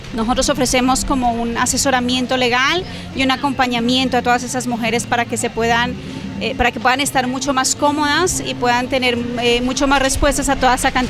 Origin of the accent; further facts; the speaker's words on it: Girona, Catalonia, Spain; Somos de Girona, hemos nacido en Girona